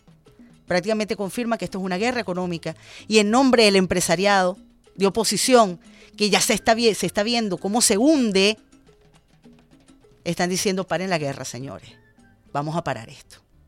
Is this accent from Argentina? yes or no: no; Venezuela; todos somos venezolanos y todos somos pueblo